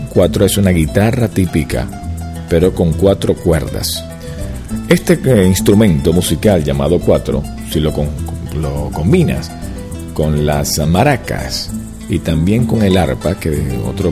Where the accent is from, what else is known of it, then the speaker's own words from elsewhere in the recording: Venezuela; aquí en Venezuela, chicos, somos machos, carajo.